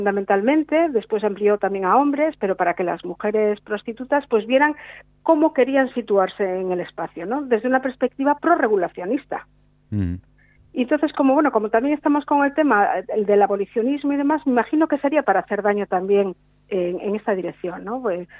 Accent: Galicia, Spain; yo soy gallega, y he venido en 1999 vine a vivir a Galicia, hasta Asturias, y trabajo en Asturias.

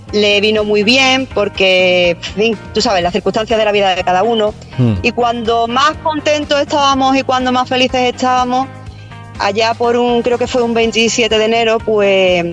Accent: Seville, Andalusia, Spain; Yo soy de Sevilla

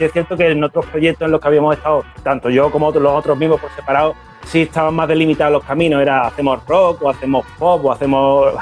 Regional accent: United States; Spanish is a second language; yo soy gringo y toco la guitarra

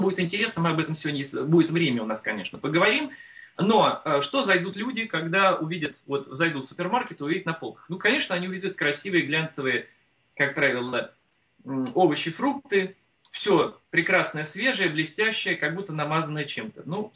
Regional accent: Moscow, Russia; Я коренным москвичем, будучи всегда знал, что я буду жить за городом, что я буду жить на своей земле

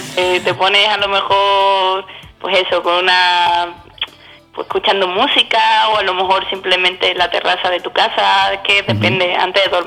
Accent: Seville, Andalusia, Spain; De donde vengo, de la raíz de Sevilla.

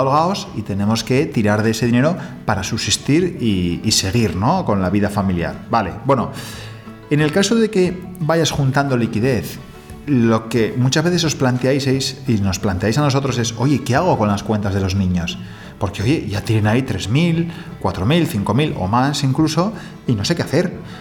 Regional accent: Spain; algo que el español, por norma, no está acostumbrado a hacer, porque somos más

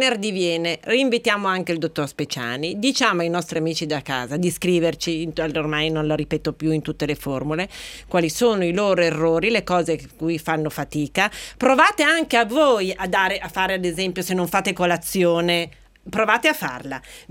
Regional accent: Piedmont, Italy; Beh, io da buona piemontese penserei sicuramente a un vino

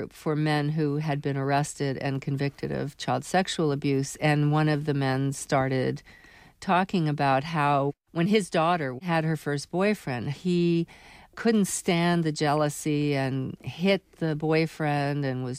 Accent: New York, United States; For example, I grew up in New York City

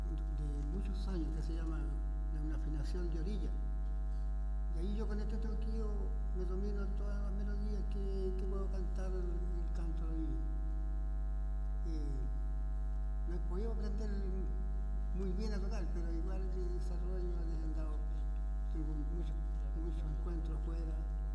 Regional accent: Rinconada, Chile; de Rinconada.

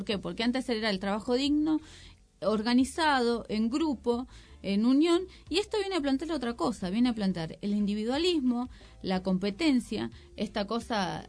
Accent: Argentina; yo nací en Argentina, soy argentina

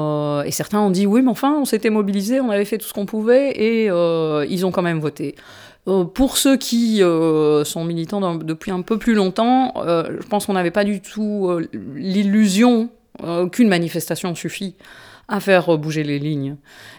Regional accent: Brussels, Belgium; D'autant que moi, je suis une urbaine. Hein. Je suis de Bruxelles.

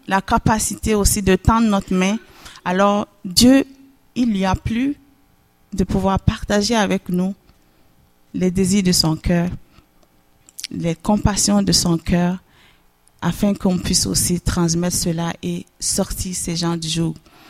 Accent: Benin; je viens du Bénin, du nord du Bénin, et je viens d'une grande famille de 12 enfants, 11e de la famille.

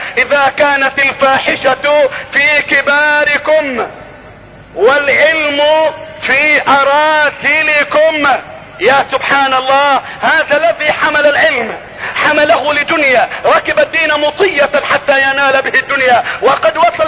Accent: Egypt; بلدتنا مصر

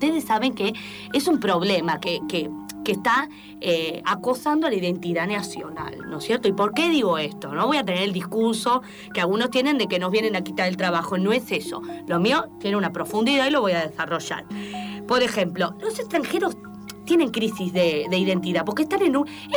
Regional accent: Argentina; Resulta que cada vez somos menos argentinos, ¿sí?

